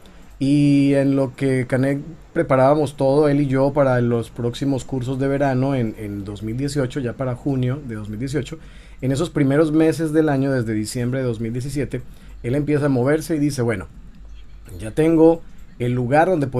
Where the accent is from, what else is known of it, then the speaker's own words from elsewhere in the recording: Colombia; also born or lived in Tijuana, Mexico; yo soy colombiano y vengo a Tijuana en ese año, en 2015. Luego me regreso en 2016, después de vivir aquí un poquito más de un año, y me regreso para Colombia. Y bueno, estoy yendo y viniendo, 6 meses acá, 6 meses allá y así.